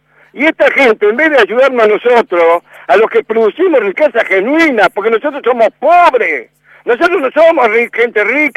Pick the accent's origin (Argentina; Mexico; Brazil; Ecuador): Argentina; soy patriota, soy argentino, hijo de alemanes, nieto de alemanes.